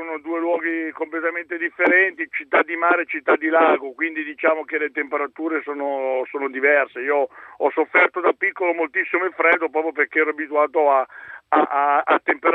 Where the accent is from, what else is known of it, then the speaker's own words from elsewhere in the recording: Bari, Apulia, Italy; born there; now in Como, Italy; io sono nato a Bari e lì da noi fa molto caldo